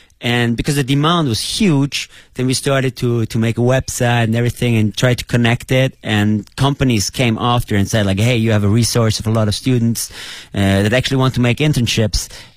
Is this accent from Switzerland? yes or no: yes; Switzerland; moved away as an adult; now in Beijing, China; I come from Switzerland. I came to China already like 5 years ago.